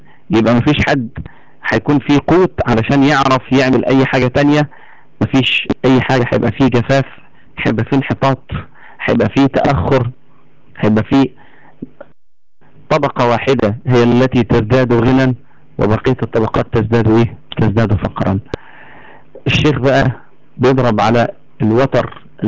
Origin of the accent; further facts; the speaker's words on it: Egypt; عندنا في مصر هنا بعد موضوع الثوره